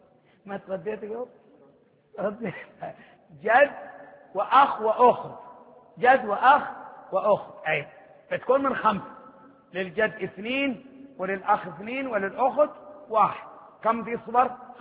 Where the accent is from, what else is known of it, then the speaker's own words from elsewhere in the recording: Hadhramaut, Yemen; احنا من حضرموت، حضرموت كمان صبامة الشمس